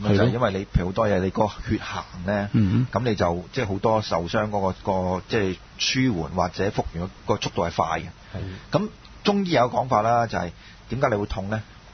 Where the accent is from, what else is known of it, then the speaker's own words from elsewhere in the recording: China; 如果譬如我哋中国人练内功或者即系气功咧。